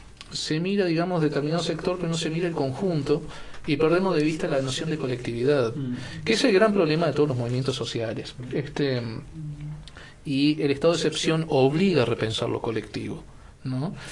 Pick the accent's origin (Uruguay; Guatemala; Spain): Uruguay; Chuy, Rocha; also born or lived in Montevideo; Aunque mi condición de fronterizo, porque si bien nací en Montevideo, me crié en el Chuy, ¿no?